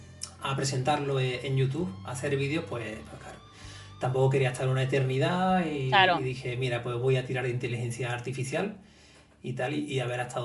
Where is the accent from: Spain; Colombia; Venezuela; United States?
Spain; Córdoba, Andalusia; en mi Córdoba natal, yo soy cordobés.